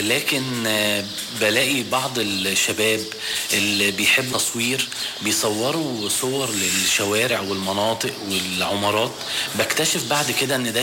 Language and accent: Arabic; Alexandria, Alexandria Governorate, Egypt; مع كوني أنا اسكندراني ومولود في اسكندرية وحبي ليها،